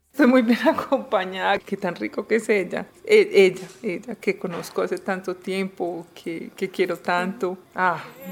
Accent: Paisa region, Colombia; yo soy mamá, soy esposa, soy ingeniera textil, soy judía, soy muy colombiana, soy muy paisa y soy lesbiana.

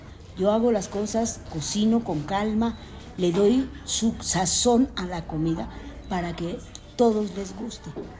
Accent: Colón, Panama; born there; Nací en Colón, República de Panamá, el 6 de agosto de 1942.

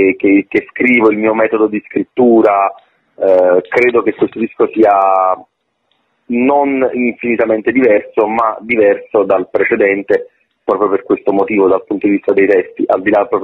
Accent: Naples, Campania, Italy; in quanto napoletano è ovviamente una di quelle cose che sento piuttosto vicine.

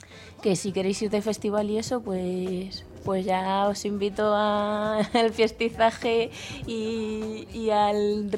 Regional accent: Valladolid, Castile and León, Spain; born there; now in Granada, Spain; He nacido en Valladolid, si es la pregunta. Sí, nací en Valladolid y bueno, pues llevo una temporada en Granada

